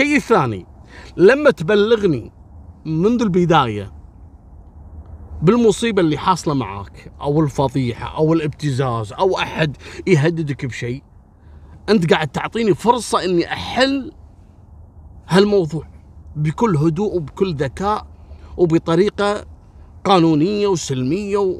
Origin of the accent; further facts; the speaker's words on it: Kuwait; مثل كلمة نيرة أو نيرة، لو عندنا في الكويت نقول نيرة، في بعض البلدان نقول نيرة